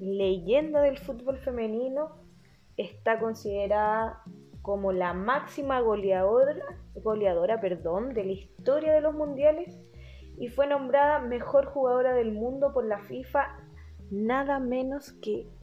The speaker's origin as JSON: {"language": "Spanish", "town": "Santiago", "region": "Santiago Metropolitan Region", "country": "Chile", "said": "Acá la gente santiaguina, bueno, yo soy santiaguina."}